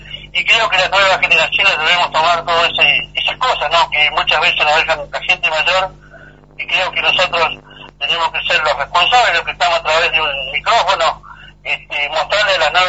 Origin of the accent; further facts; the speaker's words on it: Los Repollos, Río Negro, Argentina; born there; Soy nacido en Los Repollos.